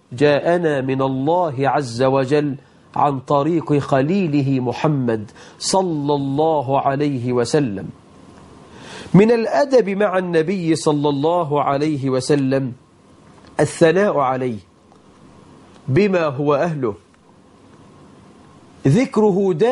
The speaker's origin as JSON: {"language": "Arabic", "country": "Egypt", "said": "فالله أسأل أن يجعل بلدنا مصر آمنة مطمئنة"}